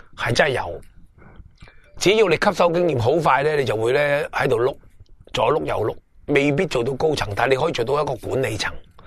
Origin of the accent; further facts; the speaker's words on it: Hong Kong; 我哋香港人后生嗰辈